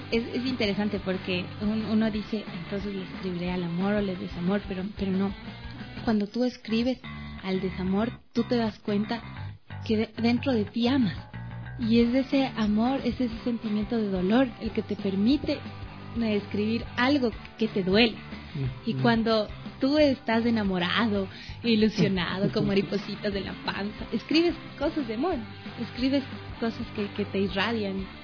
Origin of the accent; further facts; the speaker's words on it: Mira, Carchi, Ecuador; yo no soy quiteño. Yo soy carchense. Yo soy del Carchi.